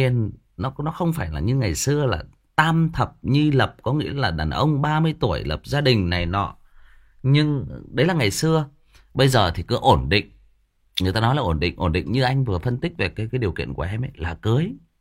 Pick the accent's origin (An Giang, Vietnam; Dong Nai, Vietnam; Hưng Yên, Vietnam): Hưng Yên, Vietnam; thì chỗ bạn ấy thì ở Hưng Yên, ở quê tôi đó các bạn.